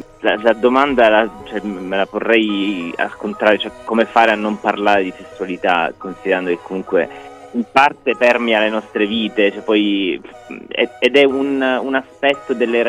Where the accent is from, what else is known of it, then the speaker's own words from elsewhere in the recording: Palermo, Sicily, Italy; perché comunque ahimè da palermitano posso, cioè mi fa soffrire tantissimo che il sud comunque